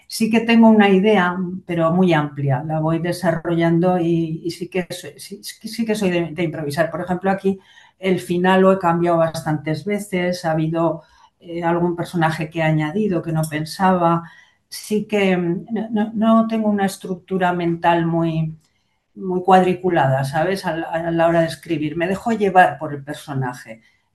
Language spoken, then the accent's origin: Spanish; Aragon, Spain; me muevo muy bien en este ambiente mío, de mi tierra, ¿no? Me gusta Aragón.